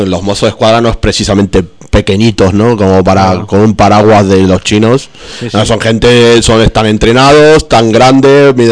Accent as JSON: {"language": "Spanish", "country": "Argentina", "said": "Yo que soy de Argentina, pues te puedo..."}